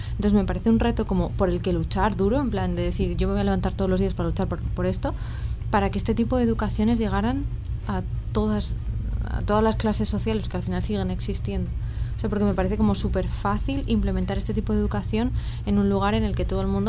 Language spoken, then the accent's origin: Spanish; Rivas-Vaciamadrid, Community of Madrid, Spain; O sea, yo soy de Rivas.